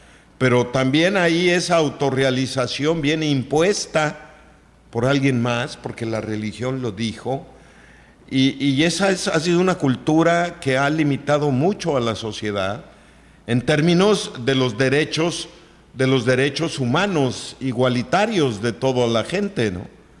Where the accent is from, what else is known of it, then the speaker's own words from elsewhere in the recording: Mexico; qué tenemos que festejar, pues que somos mexicanos, pienso yo